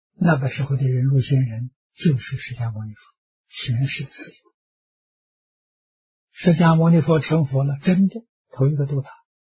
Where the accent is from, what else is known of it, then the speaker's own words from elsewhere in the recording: China; 我们中国人讲的起心动念言语造作，没有一样不是合情合法啊